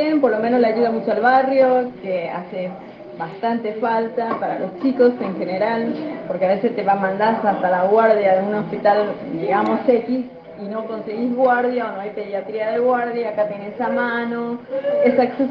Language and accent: Spanish; Itá, Central, Paraguay; now in Argentina; No, no, soy paraguaya.